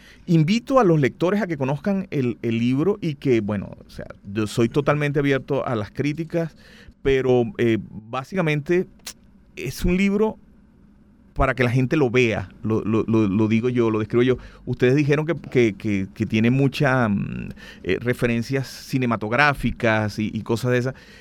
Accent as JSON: {"language": "Spanish", "town": "Valera", "region": "Trujillo", "country": "Venezuela", "said": "Yo soy de Valera."}